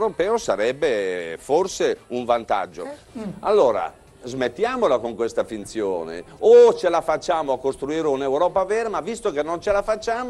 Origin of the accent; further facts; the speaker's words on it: Bergamo, Lombardy, Italy; sono anche di Bergamo, quindi mi manca lo iodio